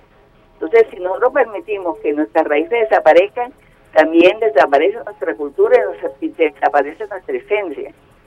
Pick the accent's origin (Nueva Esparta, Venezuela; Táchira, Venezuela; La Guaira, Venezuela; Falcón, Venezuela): Falcón, Venezuela; La Vela; Nosotros aquí en La Vela, yo vivo y soy de La Vela, logramos de la comunidad que se aprobara una ordenanza municipal